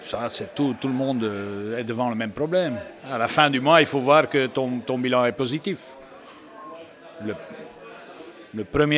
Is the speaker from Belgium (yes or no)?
yes; Flanders, Belgium; moved away; Moi, j'ai quitté la Flandre. Si je suis ici, c'est parce que quelque part, je ne me sentais pas vraiment... Parce que quand moi, je suis arrivé ici, tout le monde disait, ah, le flamand est comme ça